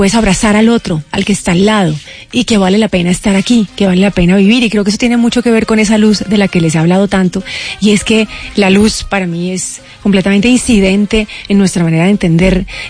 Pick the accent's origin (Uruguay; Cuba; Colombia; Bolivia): Colombia; Cali, Valle del Cauca; now in Bogotá, Colombia; Añoro profundamente Cali, adoro Bogotá con todo mi corazón, pero extraño mucho el sentir de la vallecaucanidad.